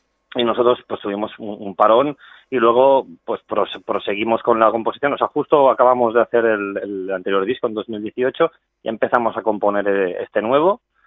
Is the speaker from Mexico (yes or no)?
no; Spain; first language Catalan; Spanish is a second language; hacerlo en catalán, porque como es mi lengua materna, pues digo, oye, pues qué mejor que expresarme en ella.